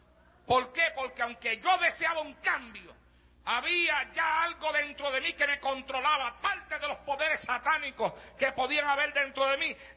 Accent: Santa Isabel, Puerto Rico; me iba yo solo a la playa de mi pueblo en Puerto Rico, en Santa Isabel

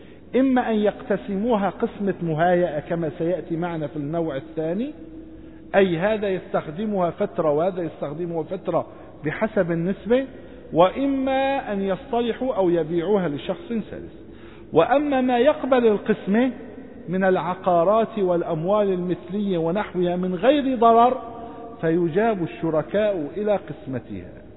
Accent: Syria; إلغاء الشفعة من القانون عندنا في سوريا

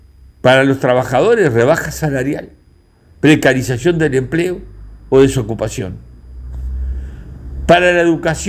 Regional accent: Uruguay; Sentimos que nos siguen tomando el pelo como pueblo uruguayo.

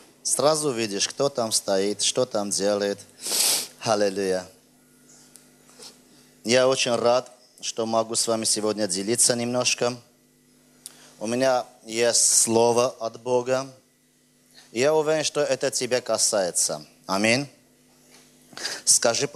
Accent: Armenia; Знаешь, я армянин.

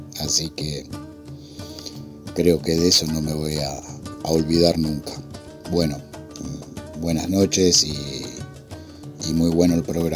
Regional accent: Lanús, Buenos Aires Province, Argentina; de Lanús.

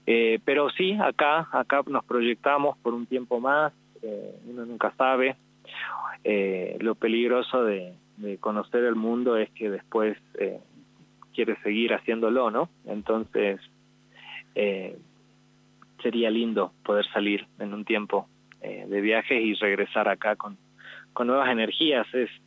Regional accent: Jujuy, Argentina; born there; yo soy nacido acá en Jujuy

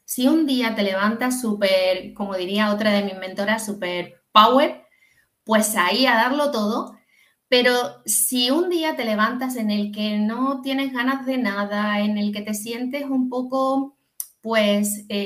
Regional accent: Andalusia, Spain; como se dice en mi tierra, en Andalucía, en el 15.

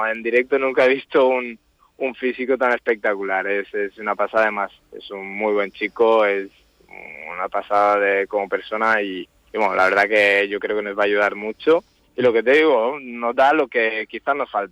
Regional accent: Mahón, Balearic Islands, Spain; Sí, soy de aquí, llevaba 8 años fuera, pero sí, soy de Mahón, de toda la vida.

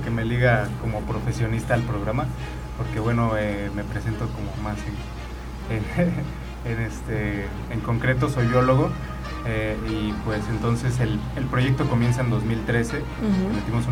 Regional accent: Cuernavaca, Morelos, Mexico; Como buen cuernavaquense.

